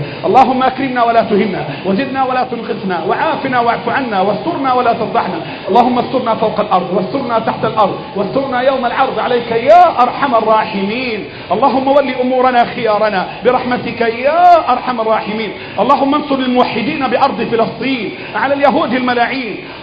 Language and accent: Arabic; Egypt; اللهم احفظ بلدنا مصر